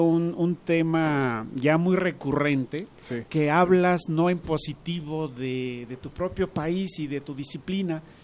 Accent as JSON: {"language": "Spanish", "country": "Mexico", "said": "somos buenos y podemos ser todavía mejores como mexicanos."}